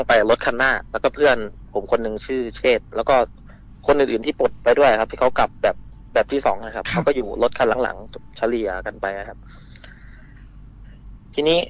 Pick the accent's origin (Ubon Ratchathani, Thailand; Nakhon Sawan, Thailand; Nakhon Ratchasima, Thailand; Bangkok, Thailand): Nakhon Ratchasima, Thailand; ผมเป็นพื้นเพคนโคราชนะครับ